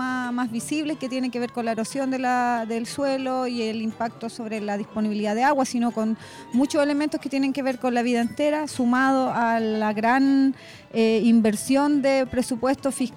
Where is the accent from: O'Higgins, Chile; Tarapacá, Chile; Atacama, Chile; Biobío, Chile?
Biobío, Chile; Tirúa; nosotras venimos de Tirúa